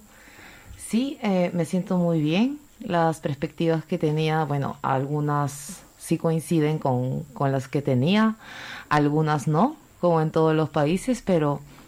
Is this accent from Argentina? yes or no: no; Peru; En mi país no se encuentra mucho el respeto a las autoridades. Aquí respetan mucho a las autoridades y las autoridades se dan mucho a respetar. Eso me impresiona mucho porque en Perú no encontramos ese respeto hacia la autoridad